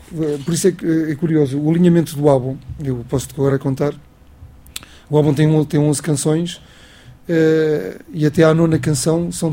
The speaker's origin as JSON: {"language": "Portuguese", "town": "Monção", "region": "Viana do Castelo", "country": "Portugal", "said": "eu sou um minhoto, o Henrique também é, nós somos dois minhotos na banda. O Henrique é de Viana e eu sou de Monção."}